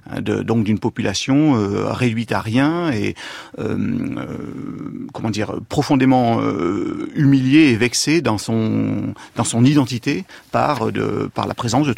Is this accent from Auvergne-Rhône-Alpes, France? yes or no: yes; Auvergne-Rhône-Alpes, France; dans ma région d'origine, c'est-à-dire la région Rhône-Alpes, enfin du moins entre Rhône et Alpes.